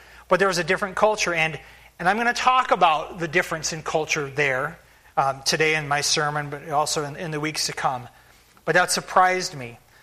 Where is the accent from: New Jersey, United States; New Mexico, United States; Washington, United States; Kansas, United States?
Washington, United States; Spokane; You know, I grew up in Spokane, Washington, and I lived pretty much in the same house, as far as my memory is concerned. I lived there since I was like 4 or 5.